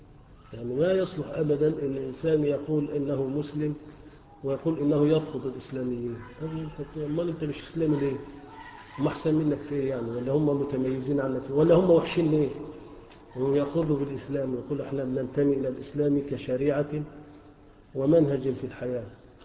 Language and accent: Arabic; Egypt; احنا كلنا مصريين وكلنا مسلمين